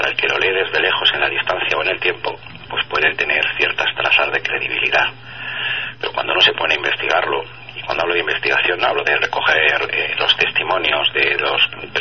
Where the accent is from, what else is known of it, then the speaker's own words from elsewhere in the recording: Palma, Balearic Islands, Spain; born there; also born or lived in Paris / Italy / Vigo / Barcelona; Pero yo nací en Palma de Mallorca, casi en vuelo, como quien dice, porque mis padres estuvieron viviendo una época allí, más tarde estuve viviendo en París, he estado viviendo en Italia, he estado viviendo aquí en España, en Vigo, en Barcelona, en Valencia, en Alicante, en Madrid.